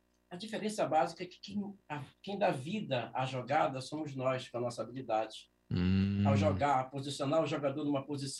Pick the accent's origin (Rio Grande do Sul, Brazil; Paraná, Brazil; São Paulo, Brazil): Rio Grande do Sul, Brazil; O futebol é amazonense, só que eu sou gaúcho. Tá? E lá no Rio Grande do Sul a gente joga bolita lá.